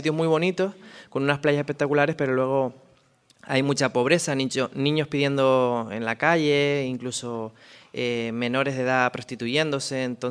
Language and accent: Spanish; Canary Islands, Spain; Nací en Lanzarote, soy de Lanzarote, lo que pasa que la familia de mi padre proviene de Fuerteventura. Entonces a mí cuando me preguntan que de dónde soy o dónde me siento, digo que soy de La Bocaina, que como sabrán La Bocaina es el estrecho de mar que pasa entre Lanzarote